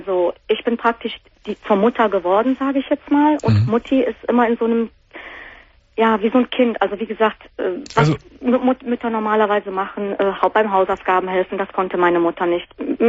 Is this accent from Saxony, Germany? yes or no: no; Cologne, North Rhine-Westphalia, Germany; now in Potsdam, Germany; Ich selber bin auch Kölnerin, wohne seit einem Jahr in Potsdam mit meinem Freund.